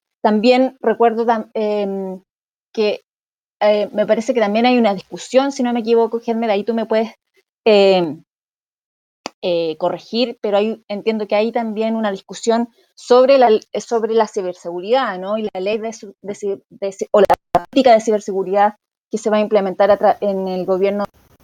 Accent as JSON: {"language": "Spanish", "country": "Chile", "said": "yo soy chilena y tenemos una ley de datos personales"}